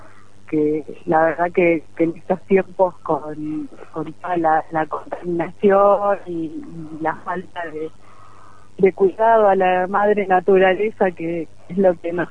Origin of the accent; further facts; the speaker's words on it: San Javier, Córdoba, Argentina; soy de San Javier.